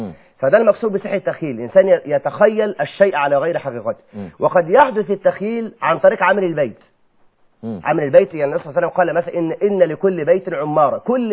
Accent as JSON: {"language": "Arabic", "town": "Mansoura", "country": "Egypt", "tie": "born or raised there", "said": "انا اعرف رجل كان في احد القرى المجاوره لقريتي المنصوره"}